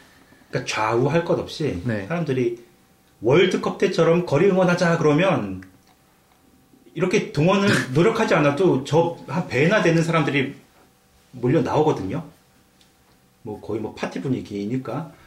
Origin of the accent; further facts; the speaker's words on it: South Korea; 제가 이제 저도 한국 사람이지만